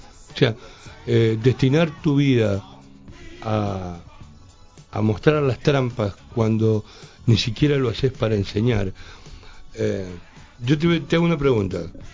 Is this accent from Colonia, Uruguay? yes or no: yes; Colonia, Uruguay; de mi pueblo, de Colonia, Uruguay